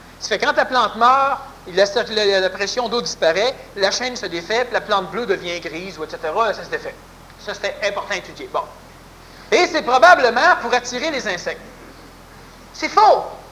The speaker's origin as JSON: {"language": "French", "region": "Quebec", "country": "Canada", "tie": "born there", "said": "d'ailleurs je suis né au Québec parce que c'est ici que c'est plus intéressant."}